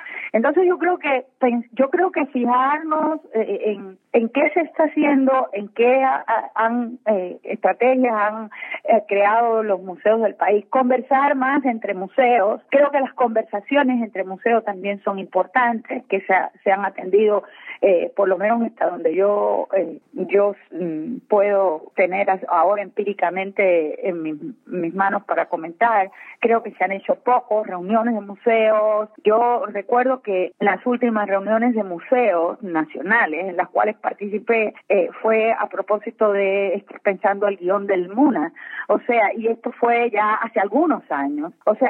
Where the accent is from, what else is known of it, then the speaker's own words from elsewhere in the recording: Cuba; moved away as an adult; now in Ecuador; Bueno, mire, yo soy cubana de origen. Vine a este país hace 22 años